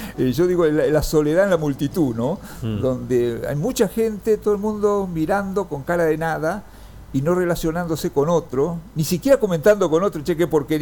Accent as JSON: {"language": "Spanish", "town": "Junín", "region": "Buenos Aires Province", "country": "Argentina", "tie": "born or raised there", "also_born_or_lived": "Rawson", "said": "cuando empecé la escuela secundaria nos mudamos a Junín. Estuve 5 años en Junín, que hicimos la escuela secundaria, después ya me vine a Buenos Aires."}